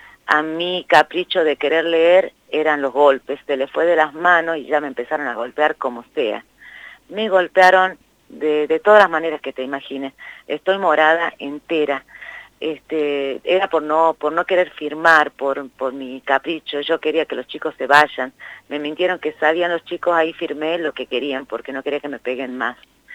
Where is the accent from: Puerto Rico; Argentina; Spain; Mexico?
Argentina; Concepción, Tucumán; No, yo soy de Concepción, que es la primera ciudad de Tucumán